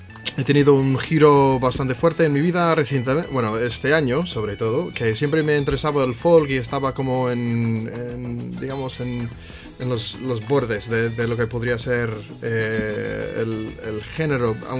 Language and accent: Spanish; United States; Spanish is a second language; soy de Estados Unidos. Pero claro, como todos somos parte, o sea, bueno, partes de. Bueno, yo soy partes europeas asambladas en Estados Unidos. Entonces. De herencia, bueno, o sea, irlandés